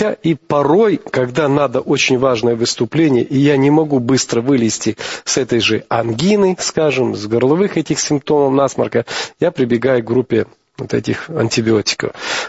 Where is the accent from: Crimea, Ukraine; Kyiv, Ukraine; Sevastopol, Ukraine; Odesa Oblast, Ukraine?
Kyiv, Ukraine; born there; я родился в Московском районе, Сталинки, а сейчас это Голосеевский район.